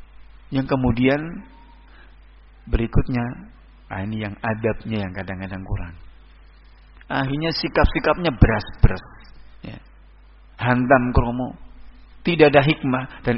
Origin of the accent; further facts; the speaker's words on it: Surakarta, Central Java, Indonesia; Apalagi saya datang dari Solo, ikonnya kesyirikan.